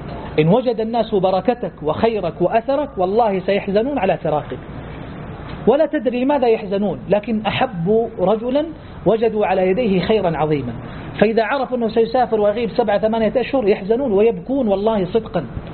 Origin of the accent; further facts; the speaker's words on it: Saudi Arabia; هي الأطول كما يقولون في تاريخ التعليم عندنا في السعودية منذ سنوات طويلات